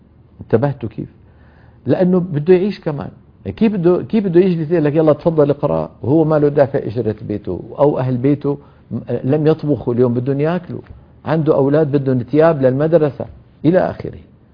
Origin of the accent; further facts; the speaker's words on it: Syria; بتذكر في عندنا بسوريا مدينة اسمها حماة، من المدن المشهورة